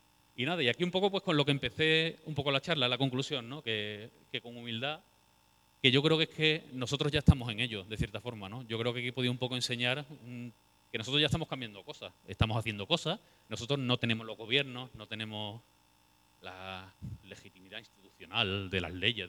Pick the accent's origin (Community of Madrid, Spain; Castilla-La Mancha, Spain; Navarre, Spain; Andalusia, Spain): Andalusia, Spain; yo, como andaluz, mira que a mí me cuesta identificarme como algo, pero como andaluz